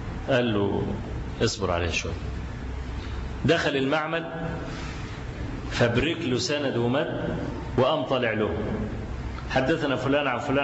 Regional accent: Egypt; وأنا ما بقولش الكلام ده لأن أنا مصري

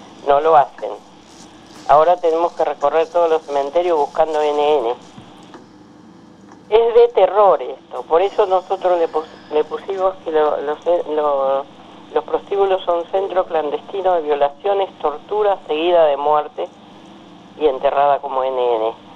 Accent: Misiones, Argentina; yo tengo apenas una primaria y vengo de la selva de Misiones, que casi me come una anaconda de 10 metros cuando tenía 8 años.

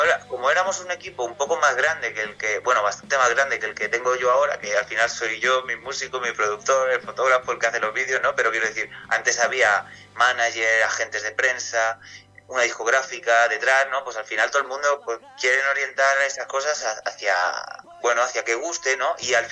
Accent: Castilla-La Mancha, Spain; es un blues sobre mi tierra, que yo soy originario de Castilla-La Mancha.

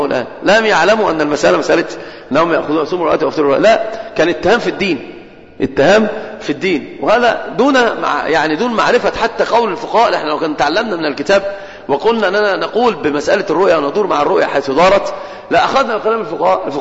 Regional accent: Egypt; كنا في بادئ الالتزام صراحة عندنا في مصر

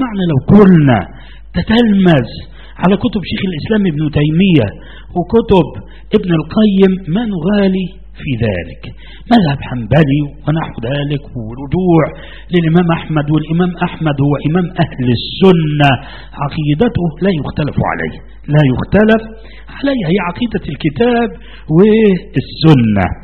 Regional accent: Egypt; وأنا في مصر هنا، أنا لم أستورد من السعودية، أنا غير مستورد، لا أبدا، نشأت هنا وولدت هنا. انظر، وأنا مسلم قبل أن أكون مصريا، قبل أن أكون مصريا، وديني هو الإسلام.

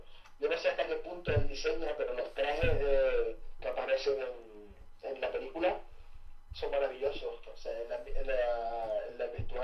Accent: Spain; porque somos españoles.

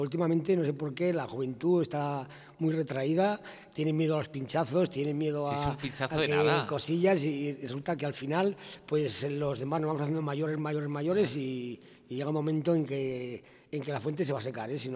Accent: Navarre, Spain; Y soy navarro, que coste, que soy navarro

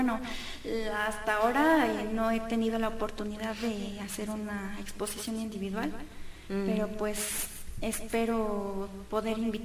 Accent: Naucalpan, State of Mexico, Mexico; bueno, yo soy de Naucalpan

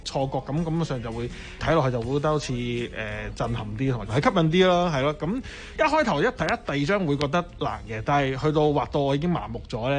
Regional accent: Hong Kong; 其實我哋香港人生活都已經係好辛苦。

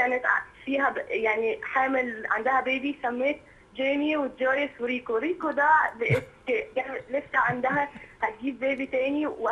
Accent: Egypt; إحنا عندنا في مصر في مسكن

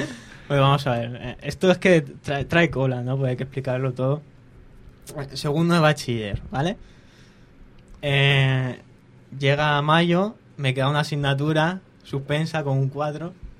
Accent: Alicante, Valencian Community, Spain; Pues yo vengo de Virgen del Remedio, de toda la vida del barrio. Y nada, pues tengo 19 años para 20.

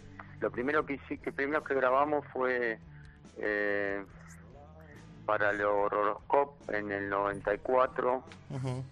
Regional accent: Guanguelén, La Pampa, Argentina; born there; Nosotros ya vivíamos acá en Capital, y mi papá la llevó a mi mamá para tener familia allá, así que los dos somos de Guanguelén.

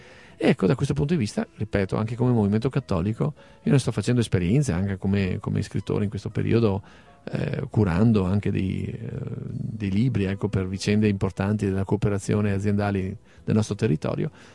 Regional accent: Treviso, Veneto, Italy; È come dire, da veneti, da trevigiani, recuperare fino in fondo questa storia, queste radici

